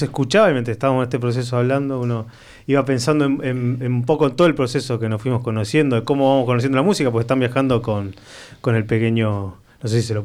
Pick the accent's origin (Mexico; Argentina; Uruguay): Argentina; Entonces, como buen argentino, siempre empiezo hablando un poquito de más.